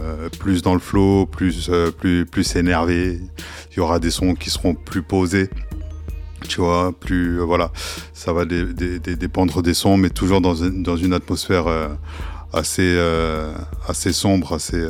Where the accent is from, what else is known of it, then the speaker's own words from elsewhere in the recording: Sarcelles, Île-de-France, France; also born or lived in Nice; now in Blois, France; Rappeur sarcellois, j'ai grandi à Sarcelles, avant de me barrer, de partir sur la côte d'Azur du côté de Nice, avant de me barrer et de venir du côté de Blois.